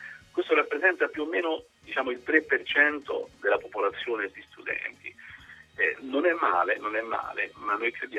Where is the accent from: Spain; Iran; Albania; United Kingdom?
Spain; Italian is a second language; c'era un filosofo spagnolo del mio paese, Ortega, che diceva che contro l'ignoranza la cosa migliore è viaggiare.